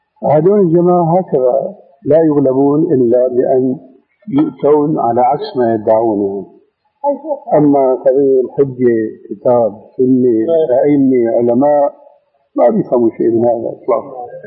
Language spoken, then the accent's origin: Arabic; Damascus, Damascus Governorate, Syria; في ناس عندنا في دمشق يعمل حلقه